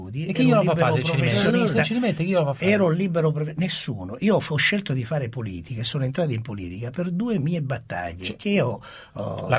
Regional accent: Sicily, Italy; now in Rome, Italy; Io sono siciliano e vivo 5 giorni, 6 giorni alla settimana a Roma.

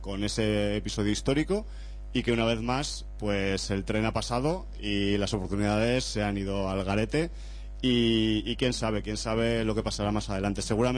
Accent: Zaragoza, Aragon, Spain; está mal que lo diga yo porque soy de Zaragoza

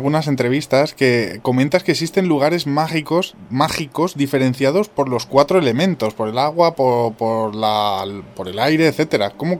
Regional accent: Calatayud, Aragon, Spain; yo doy fe de lo que dices de Aragón, porque yo soy de allí y, valga la redundancia, doy fe de ello. Soy de Calatayud, que es una zona también bastante mágica, dicen, sobre todo por el Monasterio de Piedra.

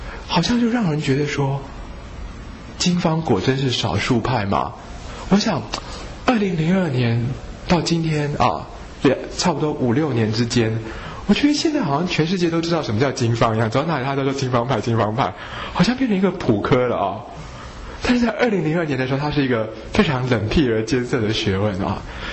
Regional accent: Taiwan; 可是我们台湾人呢，除了腠理虚松之外呢，更加的是我们台湾人大部分都是阳虚阴实啊

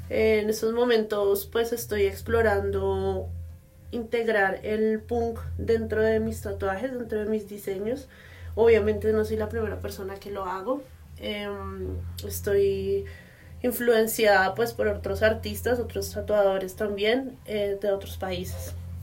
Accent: Bogotá, Bogotá Capital District, Colombia; soy de Bogotá.

